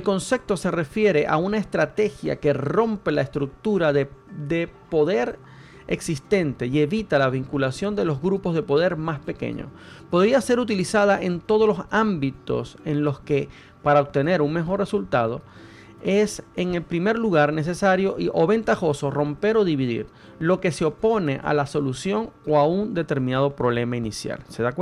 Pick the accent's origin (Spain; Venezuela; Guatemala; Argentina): Venezuela; now in Chile; traigo a colación mi país, Venezuela, que una de las cosas que lamentablemente trajo el socialismo en mi país, en el caso de mi país fue el socialismo, aquí se la adjudica a la derecha, aquí en Chile.